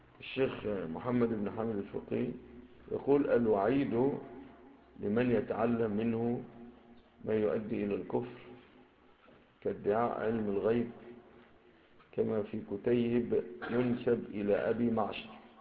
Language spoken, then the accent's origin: Arabic; Egypt; ربما تكونش في بلادنا مصر